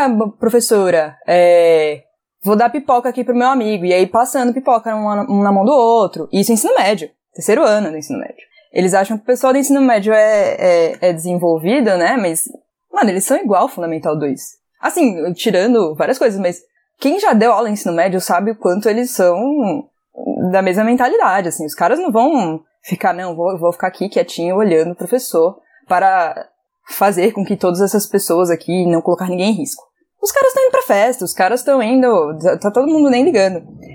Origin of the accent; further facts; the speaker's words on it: Recife, Pernambuco, Brazil; now in São Paulo, Brazil; eu sou de Recife, né? Eu não sou daqui de São Paulo, apesar de morar aqui há 6 anos nessa desgraça de cidade.